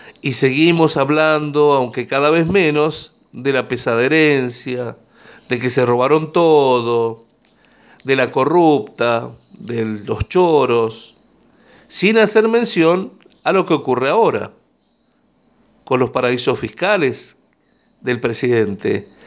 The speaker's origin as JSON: {"language": "Spanish", "region": "La Rioja", "country": "Argentina", "said": "tenemos mucho por hacer nosotros como riojanos"}